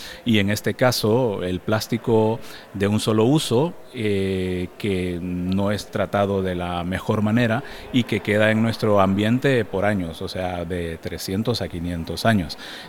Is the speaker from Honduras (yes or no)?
yes; Tela, Atlántida, Honduras; born there; also born or lived in San Pedro Sula; Yo nací en la costa norte de Honduras, yo nací a la orilla del mar prácticamente porque nací en Tela, que era uno de los primeros puertos de Honduras, y luego me mudé a una de las grandes ciudades, San Pedro Sula